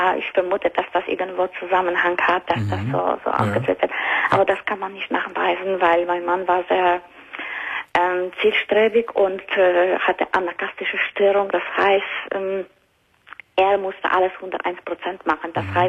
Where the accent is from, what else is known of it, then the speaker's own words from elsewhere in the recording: Luxembourg; German is a second language; Aus Benelux-Ländern. Aus Luxemburg.